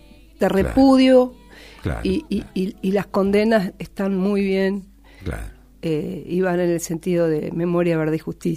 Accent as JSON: {"language": "Spanish", "town": "General Alvear", "region": "Mendoza", "country": "Argentina", "also_born_or_lived": "Uspallata", "said": "Bueno, mendocina. En realidad soy alvearense."}